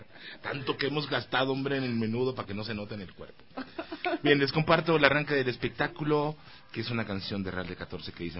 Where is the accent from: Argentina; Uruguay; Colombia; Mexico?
Mexico; born there; Y yo, en ese sentido, tengo un gran bagaje, nací en México. Si te contara el linaje, si eso existiera, la estirpe de la cual yo vengo, 30% de mi sangre es indígena, 33% es africana, y el resto es una mezcla que va